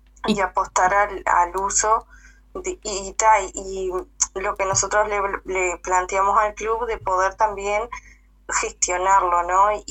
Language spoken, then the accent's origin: Spanish; Cerro Colorado, Florida, Uruguay; somos un grupo de la localidad acá de Cerro Colorado porque no somos de Florida, sino que de un pueblo de Cerro Colorado.